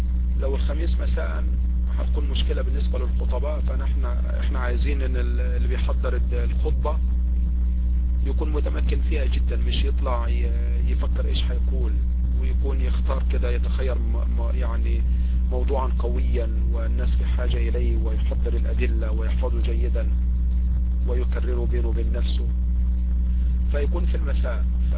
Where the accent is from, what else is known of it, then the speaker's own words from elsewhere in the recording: Egypt; يعني أنا مصري وعارف، وغالبا يعني هذا يحصل